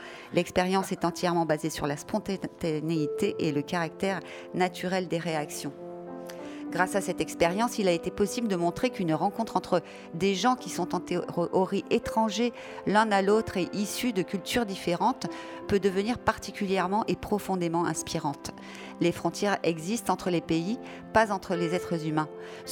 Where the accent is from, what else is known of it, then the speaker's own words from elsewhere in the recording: France; Les images de la jungle de Calais nous hantent en tant que Français